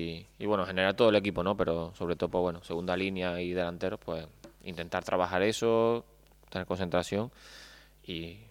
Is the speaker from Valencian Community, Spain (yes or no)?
yes; Elche, Valencian Community, Spain; Y bueno, sí, es mi casa, mi tierra, ¿no?